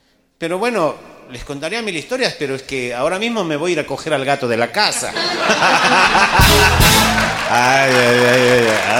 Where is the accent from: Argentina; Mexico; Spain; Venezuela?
Mexico; los mexicanos somos cojelones